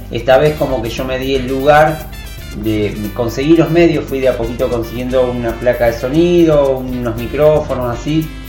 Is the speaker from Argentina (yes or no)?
yes; Rosario, Santa Fe, Argentina; moved away; Yo soy de Rosario, viví ahí hasta venirme acá